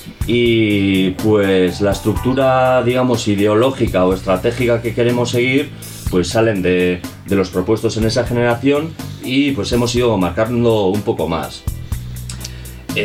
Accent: Galdakao, Basque Country, Spain; yo vengo de otro pueblo, soy de Galdaco, y pues me vine aquí un poco tirando por el interés por la radio libre

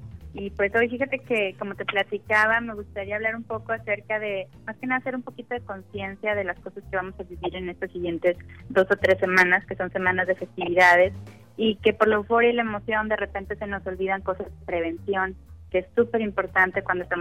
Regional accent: Coahuila, Mexico; yo soy de Coahuila, entonces allá acostumbrábamos mucho los famosos cohetes, o juegos pirotécnicos

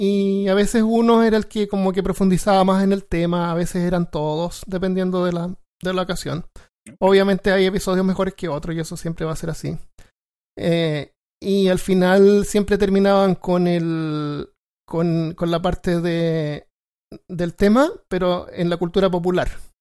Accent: Chile; now in United States; yo obviamente soy chileno, llegué acá a Estados Unidos como por ahí por el 2005

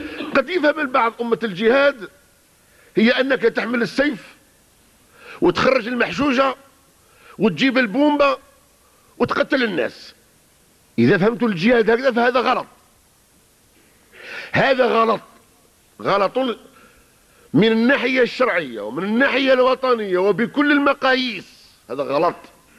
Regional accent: Algeria; صار كما عندنا في الجزائر، البارح كان اشتراكي اليوم رأسمالي

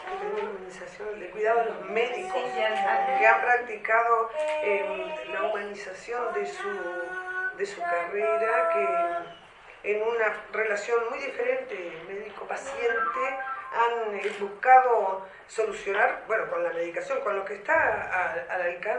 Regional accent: Tacuarembó, Uruguay; Yo vengo del interior de la República, soy maestra

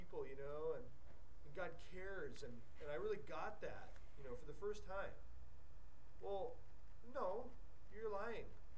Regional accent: Canada; we didn't speak Creole, except we spoke French by virtue of being Canadian

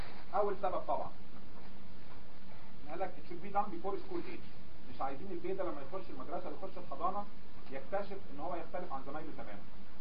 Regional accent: Egypt; حتى احنا عندنا في مصر

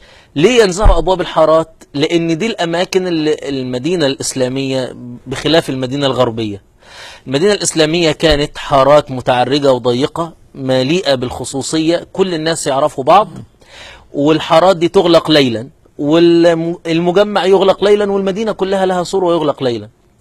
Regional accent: Qena Governorate, Egypt; انا مثلا نشأت في محافظة قنا واعرف ان العيد القومي 3 مارس

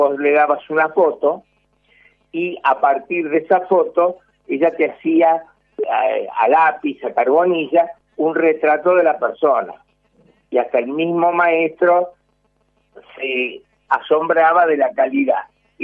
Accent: Argentina; No, le digo, no es porque sea argentino.

